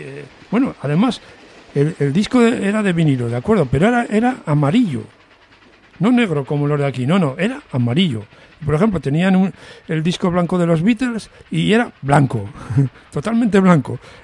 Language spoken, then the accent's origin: Spanish; Medina de Pomar, Castile and León, Spain; Y lo hicieron cerca de mi pueblo, que se llamaba Medina de Pomar.